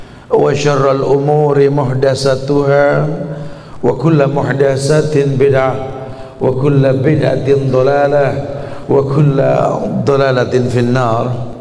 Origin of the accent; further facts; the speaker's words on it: Jakarta, Indonesia; Ustaz lahir di Jakarta, gede di Jakarta, sampai ke Pekanbaru ketemu sama kalian sama.